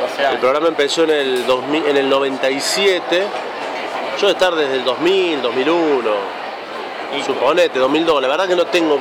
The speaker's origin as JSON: {"language": "Spanish", "town": "Tanti", "region": "Córdoba", "country": "Argentina", "tie": "born or raised there", "said": "Y después he hecho noticieros en mi pueblo, en Tanti"}